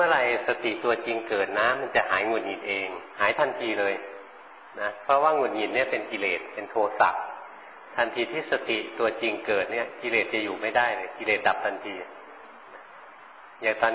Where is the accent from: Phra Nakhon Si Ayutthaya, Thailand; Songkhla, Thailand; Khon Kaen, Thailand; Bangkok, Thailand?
Bangkok, Thailand; เราคนกรุงเทพไม่เคยเห็นหลวงพ่อเห็นนกมาหลวงพ่อก็ไปถามชาวบ้าน